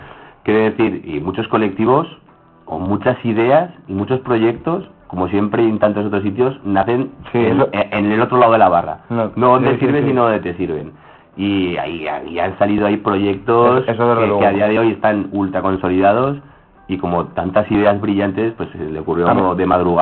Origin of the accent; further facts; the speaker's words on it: Aragon, Spain; Cuando viajamos fuera, vamos a otras naciones sin Estado, ¿no? Y entonces, pues, ¿de dónde eres? No, pues, sí, de Aragón.